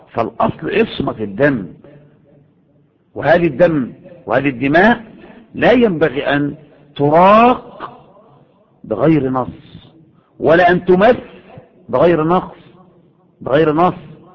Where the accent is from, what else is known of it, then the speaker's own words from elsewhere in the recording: Egypt; يعني هو تفكر ان المظاهرات اللي عندنا في مصر دي مظاهرات سلميه؟